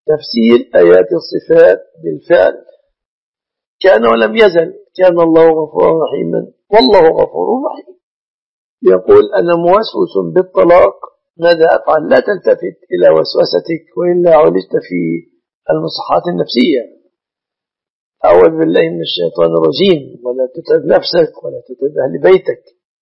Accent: Egypt; ولكن مما يتأسف عليه أنه ليس في بلادنا مصر نظام العاقلة

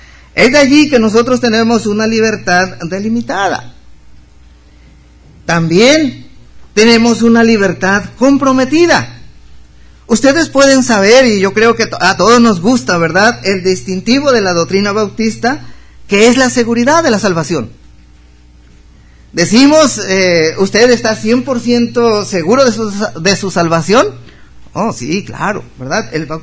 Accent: Mexico; Es de allí que nosotros como mexicanos somos libres de vivir en cualquier estado de la República.

